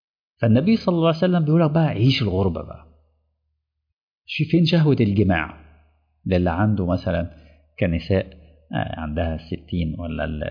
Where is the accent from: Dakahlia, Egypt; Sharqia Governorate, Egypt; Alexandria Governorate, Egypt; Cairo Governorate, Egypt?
Dakahlia, Egypt; Mansoura; now in Dammam, Saudi Arabia; وانا راجل من المنصوره وجاي لي شغل ما اكون مدرس في الدمام